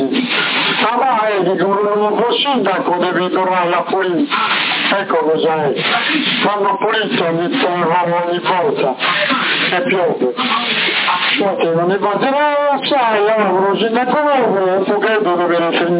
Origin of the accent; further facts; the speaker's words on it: Bologna, Emilia-Romagna, Italy; Sì, per forza, sono di Bologna, sono senza cresciuto